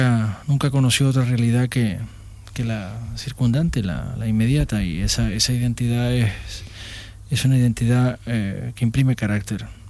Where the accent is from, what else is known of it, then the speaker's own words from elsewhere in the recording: Canary Islands, Spain; accent: Canarian; En Granada hice mi carrera académica y, sin embargo, nunca perdí el acento de mi madre. Nunca lo perdí, porque siempre he pensado que para perder el acento canario tienes que poner de tu parte.